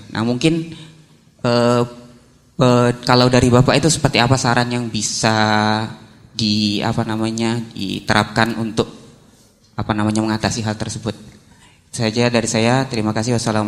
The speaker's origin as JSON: {"language": "Indonesian", "town": "Palembang", "region": "South Sumatra", "country": "Indonesia", "said": "asal dari Palembang, sekarang kuliah di UIN Sunan Kalijaga."}